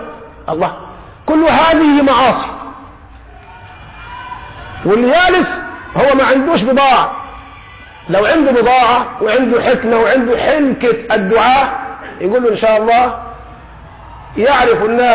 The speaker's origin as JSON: {"language": "Arabic", "country": "Egypt", "said": "بنقول لهم احنا كمصريين اهو ده مستوانا"}